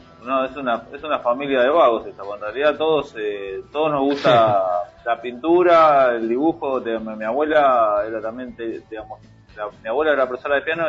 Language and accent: Spanish; Tigre, Buenos Aires Province, Argentina; nos criamos medio en el Tigre, en el Delta acá de, claro, de Buenos Aires.